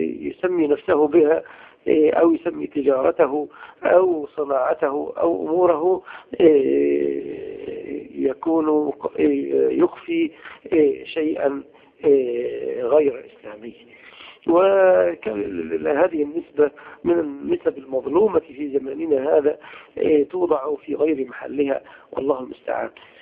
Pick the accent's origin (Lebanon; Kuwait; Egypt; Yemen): Egypt; عندنا في مصر التكفير والإخوان